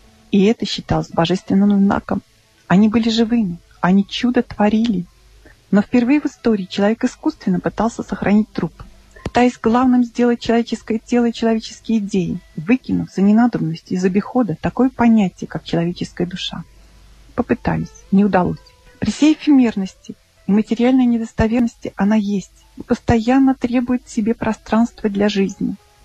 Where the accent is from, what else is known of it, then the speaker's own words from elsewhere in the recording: Ulyanovsk, Ulyanovsk Oblast, Russia; Мой родной город – это еще и родина Ульянова Ленина.